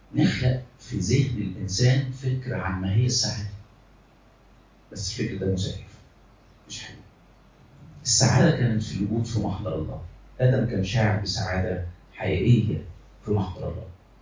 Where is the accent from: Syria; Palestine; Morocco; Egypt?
Egypt; مصريين، احنا مصريين